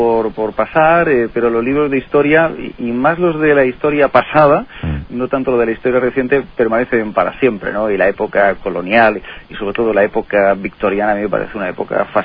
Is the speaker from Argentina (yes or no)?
no; Cartagena, Region of Murcia, Spain; born there; yo nací en Cartagena, en tierras murcianas. Lo que pasa es que los últimos 20 años tuve el privilegio de trabajar en la radio en Menorca.